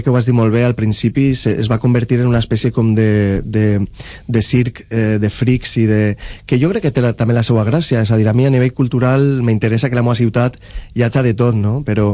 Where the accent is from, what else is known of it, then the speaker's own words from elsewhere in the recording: Valencian Community, Spain; si te n'adones, pràcticament tots som valencians